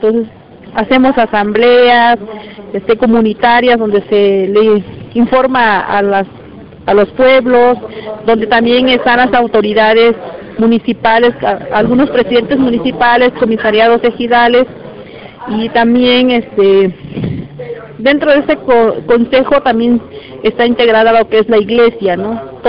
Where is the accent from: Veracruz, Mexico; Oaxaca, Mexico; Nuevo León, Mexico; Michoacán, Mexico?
Oaxaca, Mexico; San Pedro Tututepec; Vengo de la costa de Oaxaca. Pertenezco a la Costa Grande, que es el municipio de San Pedro Tututepec.